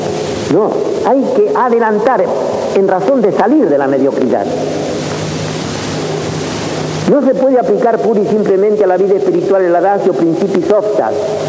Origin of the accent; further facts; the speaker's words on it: Argentina; Soy argentino y puedo hablar con libertad.